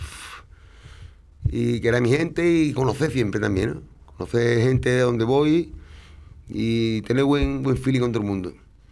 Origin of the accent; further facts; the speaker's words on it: Andalusia, Spain; nosotros somos así, los andaluces, la gente de Lezo, somos así, de momento tenemos el pronto este.